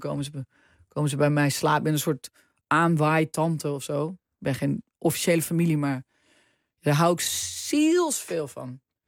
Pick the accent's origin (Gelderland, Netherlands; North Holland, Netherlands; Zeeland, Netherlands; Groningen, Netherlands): North Holland, Netherlands; Heemstede; ik kwam uit Heemstede. Ik woon op de Herenweg.